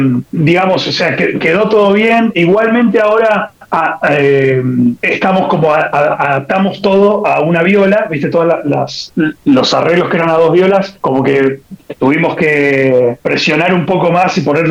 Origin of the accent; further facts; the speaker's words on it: Buenos Aires, Argentina; justo están cerca del barrio donde vivo yo soy de Capital Federal, y yo estoy cerca de Mataderos, del barrio de Mataderos.